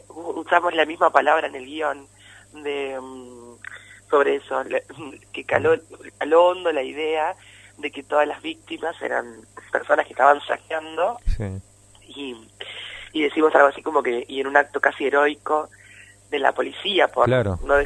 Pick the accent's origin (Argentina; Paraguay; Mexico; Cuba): Argentina; San Pedro, Buenos Aires Province; nosotros que somos de San Pedro lo sabemos muy bien